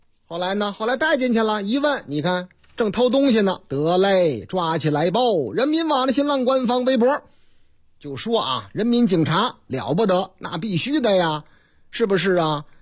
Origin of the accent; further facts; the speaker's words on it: Chongqing, China; 在我老家重庆，咱村重庆，说是这个重庆璧山那个地方啊